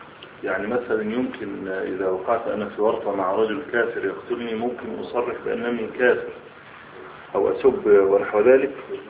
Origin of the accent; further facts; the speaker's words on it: Egypt; هنا بعض الشباب عندنا في مصر نشر رسالة